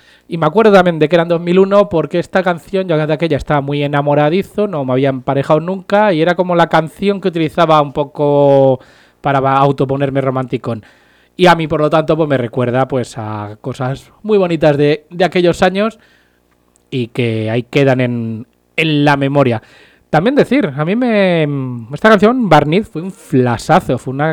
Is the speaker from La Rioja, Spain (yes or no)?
no; Pinto, Community of Madrid, Spain; A mí si me dicen que soy de Madrid, pues bueno, no me importa mucho. Pero soy de Pinto.